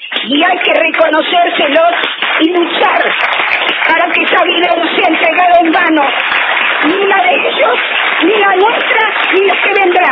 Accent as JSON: {"language": "Spanish", "town": "La Plata", "region": "Buenos Aires Province", "country": "Argentina", "lives_now": "Viedma, Argentina", "said": "Él también estuvo en la marcha en La Plata, somos platenses. Pero la estrella nos corrió y nos tuvimos que venir, Viedma nos cobijó."}